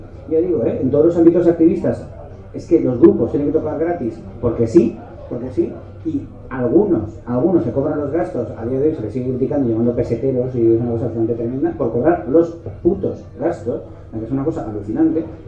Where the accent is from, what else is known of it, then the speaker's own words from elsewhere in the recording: Madrid, Community of Madrid, Spain; es que soy de Madrid, perdón, aquí no sé qué bebéis